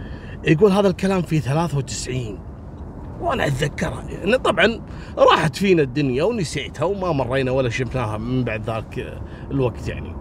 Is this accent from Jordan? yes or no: yes; Jordan; كانت موجودة عندنا في الأردن